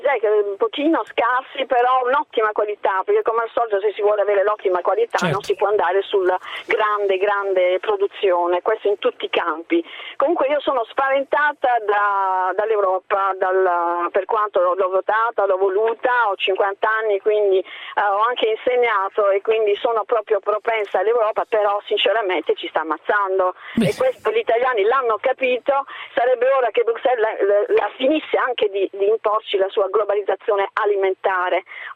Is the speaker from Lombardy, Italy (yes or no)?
no; Bari, Apulia, Italy; io sono pugliese e naturalmente produco olio extravergine d'oliva con spremitura a freddo